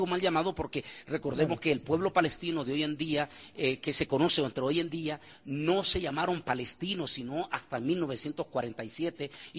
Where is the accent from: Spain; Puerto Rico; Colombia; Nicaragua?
Nicaragua; now in United States; yo soy ciudadano americano, vivo en el estado de Texas, de ahí me desplazo a lo largo del mundo. Soy originario de Nicaragua y también con raíces muy profundas en el judaísmo. Y estudié, me preparé en Israel